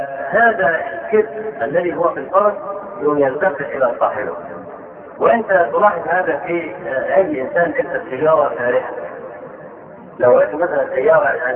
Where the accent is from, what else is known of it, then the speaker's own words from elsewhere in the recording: Egypt; نشوف عندنا في مصر